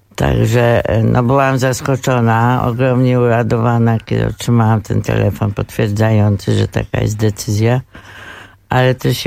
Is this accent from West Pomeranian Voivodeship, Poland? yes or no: no; Kraków, Lesser Poland, Poland; born there; A poza tym jestem Krakowianką z urodzenia